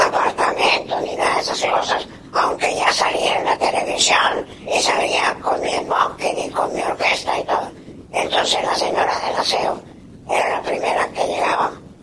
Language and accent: Spanish; Tuluá, Valle del Cauca, Colombia; yo vengo de Tuluá.